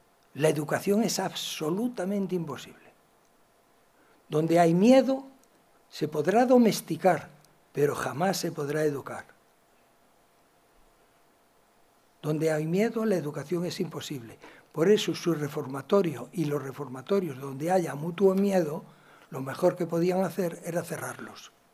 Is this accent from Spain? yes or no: yes; Galicia, Spain; como soy gallego y sé contestar con preguntas